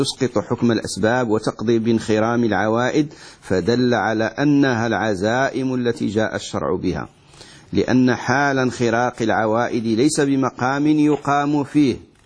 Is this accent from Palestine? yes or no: no; Morocco; وإحنا عندنا في المغرب